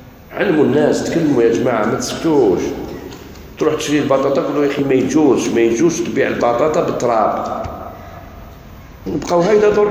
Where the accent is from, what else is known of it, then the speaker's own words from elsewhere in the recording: Algeria; هذه البدعة هذه الموجودة في بلادنا الجزائر